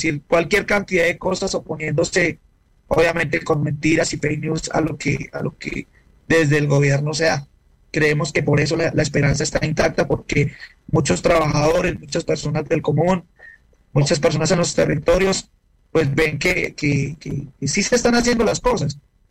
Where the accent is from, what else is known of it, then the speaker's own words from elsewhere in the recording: Colombia; Nosotros no podemos permitir como colombianos que nuestro escenario habitual de resistencia, que son las calles